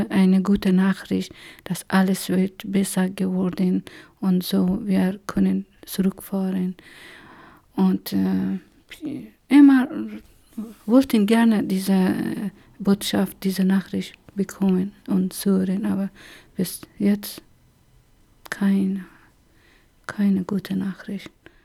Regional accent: Herat, Afghanistan; moved away as an adult; now in Germany; ich komme aus der Stadt Herat und habe ich zwei Schwestern und drei Brüder. Und bin ich auch in Herat zur Schule gegangen bis zum Abitur.

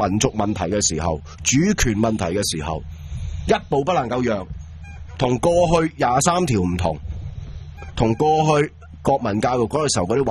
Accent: Hong Kong

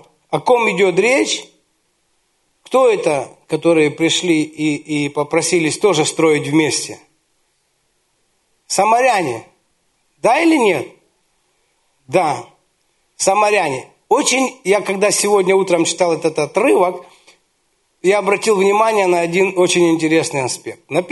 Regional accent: Ukraine; мы с Украины, и там рядом с Днепром есть город Кривой Рог.

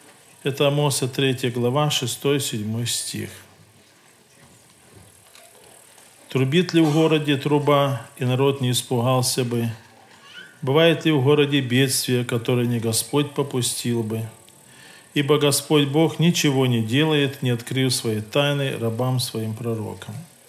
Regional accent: Luhansk, Luhansk Oblast, Ukraine; я из Луганска, служитель Луганской церкви.

